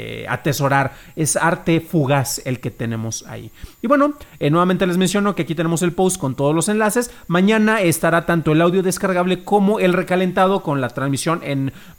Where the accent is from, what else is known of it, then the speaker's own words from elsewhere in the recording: Morelia, Michoacán, Mexico; también es de Morelia